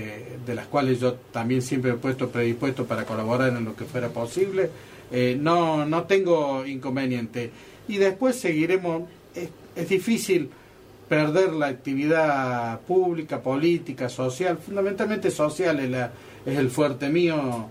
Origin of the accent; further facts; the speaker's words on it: Calchín Oeste, Córdoba, Argentina; now in Córdoba, Argentina; de Calchín Oeste me vine a la ciudad de Córdoba y luego hice una carrera.